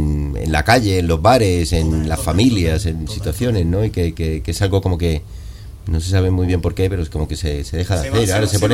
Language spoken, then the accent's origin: Spanish; Cuba; y además, siendo cubano como tú, ¿qué cubano no es músico?